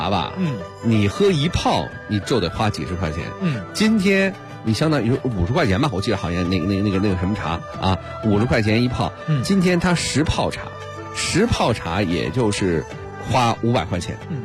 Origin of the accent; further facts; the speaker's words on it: Beijing, China; 咱们北京人